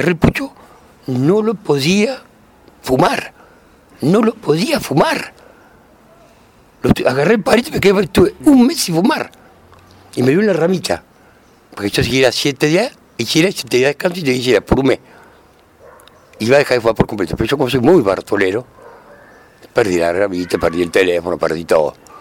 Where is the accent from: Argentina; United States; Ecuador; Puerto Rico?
Argentina; el clásico porteño, como somos argentinos